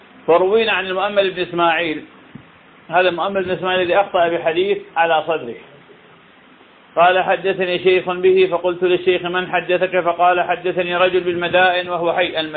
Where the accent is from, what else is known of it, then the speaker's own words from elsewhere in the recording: Iraq; هذا طبعا البصرة من أغلى المحافظات عندنا بالعراق